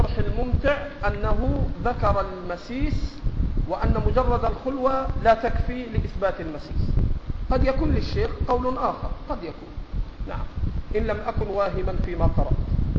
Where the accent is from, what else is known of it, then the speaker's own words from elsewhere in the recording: Egypt; accent: Egyptian; ما تاخذه المراه في لهجتنا المصريه اللي احنا بنسميها الشبكه،